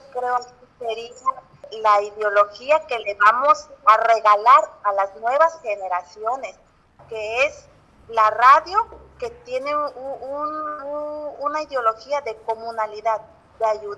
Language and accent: Spanish; Juchitán, Oaxaca, Mexico; soy de Juchitán, Oaxaca, del barrio de la séptima sección, y soy costurera o modista.